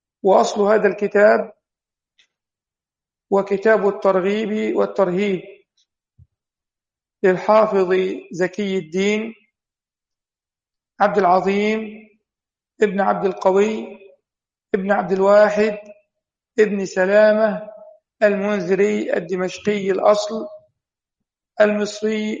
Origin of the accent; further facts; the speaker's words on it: Egypt; وهي إحدى الدور عندنا في مصر